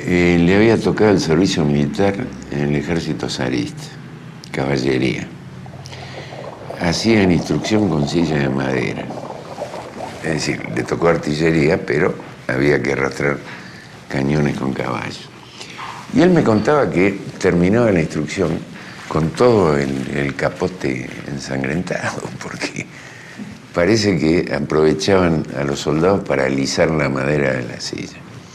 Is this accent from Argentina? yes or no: yes; Argentina; Y emigraron a la Argentina. Y soy el único argentino de la familia. De esa familia original, de ese núcleo original. Y soy argentino porque en el momento del parto quería estar al lado de mi madre